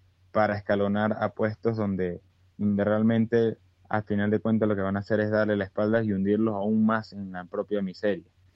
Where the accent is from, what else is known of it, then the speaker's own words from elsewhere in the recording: Venezuela; Bueno, a nosotros como venezolanos le podemos decir en España que bueno, vean el espejo.